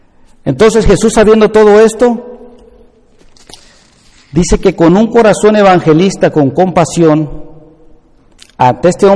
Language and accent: Spanish; Veracruz, Mexico; yo ahí soy de Veracruz, y en la ciudad chica en la que estaba yo ahí viviendo, nosotros éramos del barrio de Las Flores